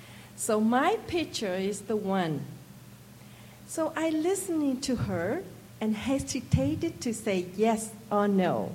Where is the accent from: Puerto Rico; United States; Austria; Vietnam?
Vietnam; Trang Bang, Tay Ninh; English is a second language; I grew up in Trang Bang. It is a very small village in South Vietnam.